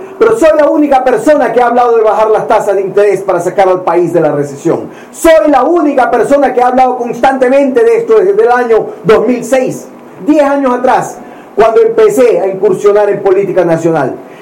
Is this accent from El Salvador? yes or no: no; Ecuador; Pero los que hemos perdido somos los ciudadanos ecuatorianos, especialmente los más pobres.